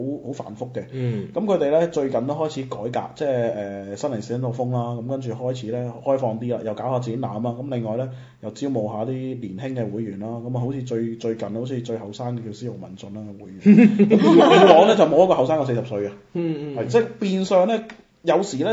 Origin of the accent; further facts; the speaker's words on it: Macau; 我哋係講廣東話，我哋係澳門土生土長嘅人